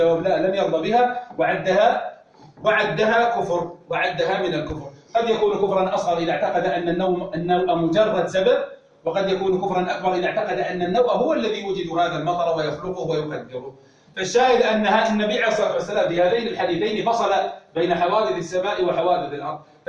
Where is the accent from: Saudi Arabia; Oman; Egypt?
Saudi Arabia; Najd; بمعنى أن عندنا في نجد نجم يقال له الوسمي